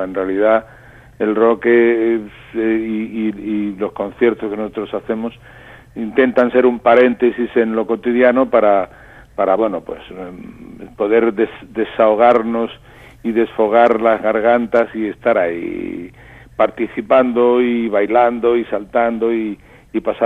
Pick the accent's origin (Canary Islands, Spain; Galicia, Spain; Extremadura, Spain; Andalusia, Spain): Andalusia, Spain; Granada; moved away; cogí un tren y me fui de Granada a Madrid a grabar discos